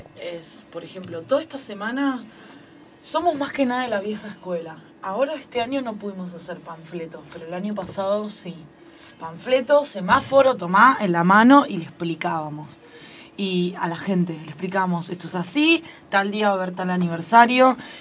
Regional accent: Los Hornos, Buenos Aires Province, Argentina; born there; muchos de nosotros nacimos en Los Hornos

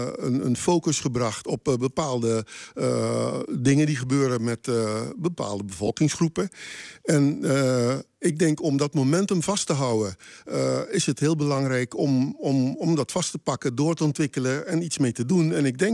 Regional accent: Curaçao; also born or lived in Suriname; Ik ben geboren op Curaçao. Mijn moeder is van Curaçao. En mijn vader is van Surinaamse afkomst.

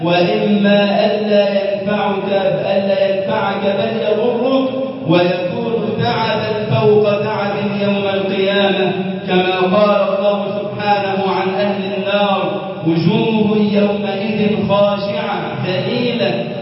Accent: Egypt; بلدنا مصر

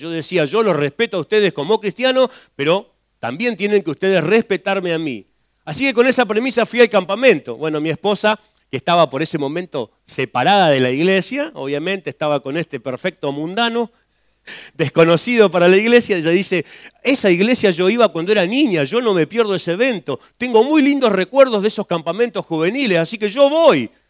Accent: Las Heras, Santa Cruz, Argentina; en mi pueblo, un pueblo conocido por muchos, el pueblo de los suicidas del fin del mundo, yo vengo de Las Heras, Santa Cruz. Las Heras, Santa Cruz es un pueblito muy chiquitito, tenía en ese tiempo unos 14.000 habitantes

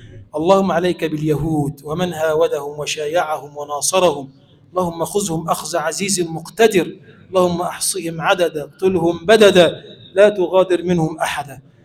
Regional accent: Egypt; اللهم اجعل بلدنا مصر بلدا آمنا مطمئنا سخاء رخاء، وسائر بلاد المسلمين.

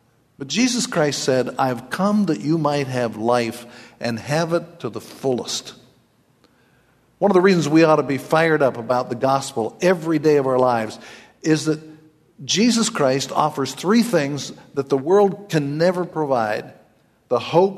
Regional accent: Kentucky, United States; But even though I'm from Kentucky, I hope you listen

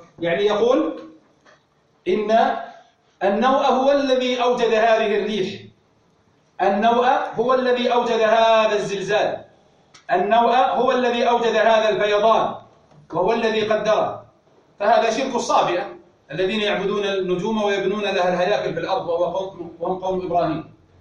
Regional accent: Najd, Saudi Arabia; بمعنى أن عندنا في نجد نجم يقال له الوسمي

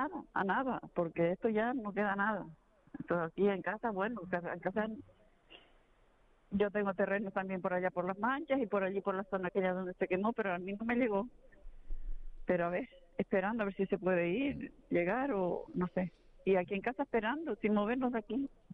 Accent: El Paraíso, Canary Islands, Spain; Sí. Yo soy del Paraíso.

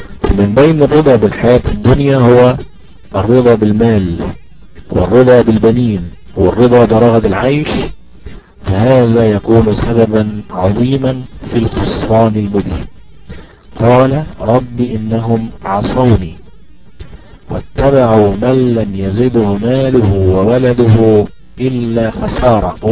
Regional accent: Egypt; فمثلا عندنا في مصر الأهرامات الثلاثة، مثلا عندنا في مصر نهر النيل

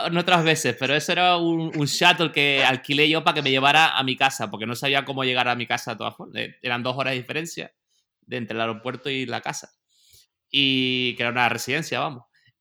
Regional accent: Murcia, Region of Murcia, Spain; yo soy de Murcia, va a ser Murcia

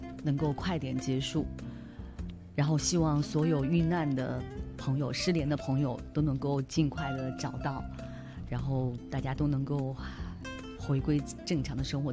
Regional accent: China; 人与人之间和我们中国人之间那种友爱的东西

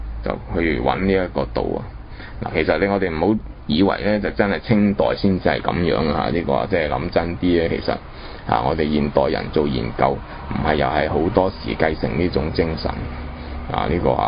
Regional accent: China; 咁我哋中國人開出另外一種

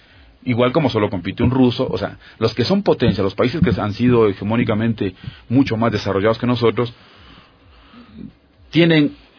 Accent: Ecuador; la mentalidad del ecuatoriano. O sea, ya yo soy campeón ecuatoriano

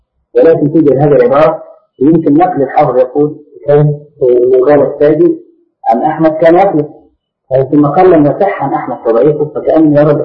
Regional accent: Egypt; أخذها بعض أهل بعض الناس عندنا في مصر

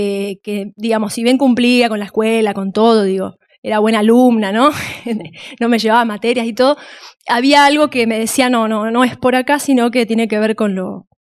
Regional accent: Villa Luro, Buenos Aires, Argentina; born there; Yo nací en Villaluro.

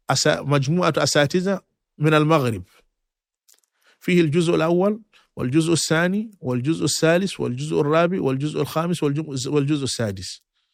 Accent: Mali; لا، بعد ذلك رجعت إلى مسقط رأسي لحفظ القرآن الكريم، لكي أحفظ القرآن الكريم.

